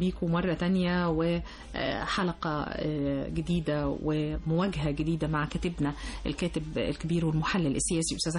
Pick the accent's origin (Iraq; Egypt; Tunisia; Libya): Egypt; حتى احنا كمجتمع مصري يعني بيحب النكته الحلوه والضحكه الحلوه